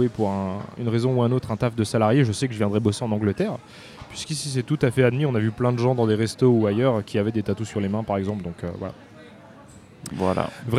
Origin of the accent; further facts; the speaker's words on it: France; il y a des mots, je pense, qu'en tant que Français... on est obligé de dire d'une certaine façon dû à l'articulation